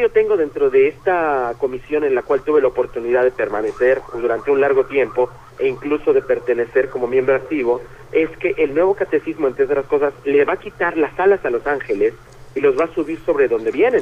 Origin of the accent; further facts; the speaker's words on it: Mexico; en México, aquí en mi país